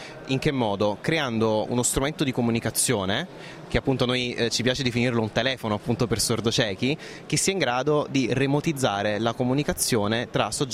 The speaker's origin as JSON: {"language": "Italian", "town": "Naples", "region": "Campania", "country": "Italy", "said": "io da buon napoletano diciamo, ho imparato al volo."}